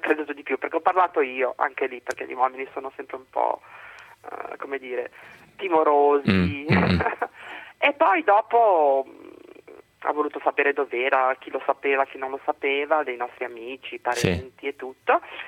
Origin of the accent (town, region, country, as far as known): Genoa, Liguria, Italy